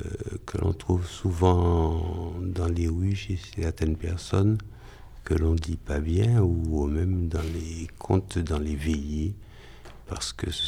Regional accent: Fort-de-France, Martinique; Et chez moi, à Fort-de-France, il y a une très belle bibliothèque.

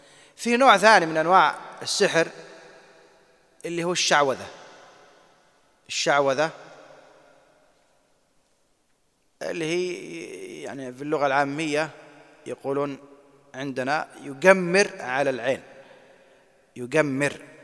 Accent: Saudi Arabia; أنا أشوف القضاة عندنا في السعودية

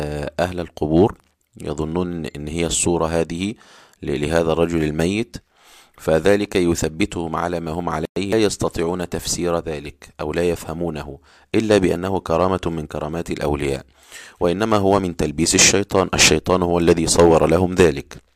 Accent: Egypt; يعني في قرى كنت أعرفها في عندنا في مصر، في الصعيد وفي الشرقية

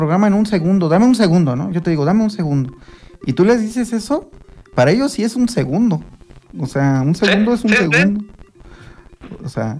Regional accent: Mexico City, Mexico; Yo soy de Ciudad de México, por eso dije chilango.

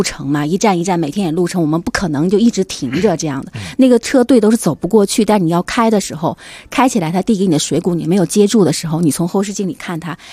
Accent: China; 也没有想到巴基斯坦的人会对我们中国人有这么友好。

